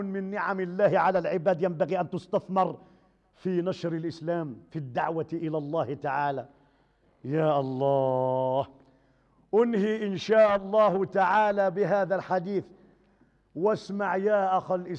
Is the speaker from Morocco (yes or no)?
yes; Morocco; عندنا في المغرب دات مليار في 3 سوايع